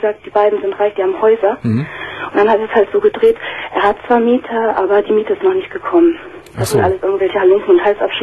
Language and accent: German; Northern Germany, Germany; Also ich komme aus Norddeutschland